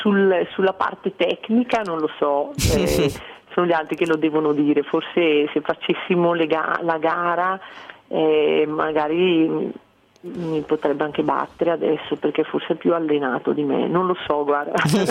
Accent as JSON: {"language": "Italian", "town": "Santa Caterina Valfurva", "region": "Lombardy", "country": "Italy", "tie": "born there", "said": "Santa Caterina, mio paese, dove sono nata"}